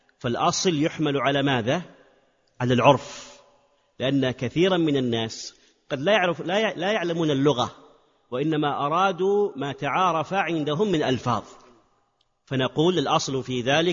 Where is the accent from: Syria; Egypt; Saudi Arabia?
Saudi Arabia; Hejaz; لكن عندنا في الحجاز مثلا هذا أمر فيه تنقص ومعيب